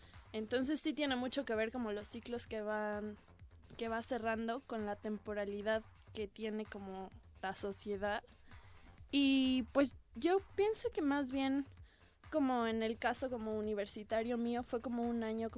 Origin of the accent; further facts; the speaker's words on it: Mexico; principalmente tal vez como mexicanos, no sé si en otros, no sé cómo sea en otros lugares, pero pienso como que en México hay una importancia familiar como muy grande